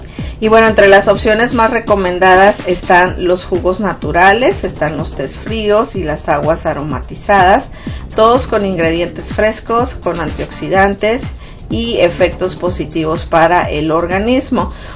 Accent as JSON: {"language": "Spanish", "region": "Sonora", "country": "Mexico", "said": "por ejemplo en Sonora, de donde yo soy, ya está totalmente extremo el calor"}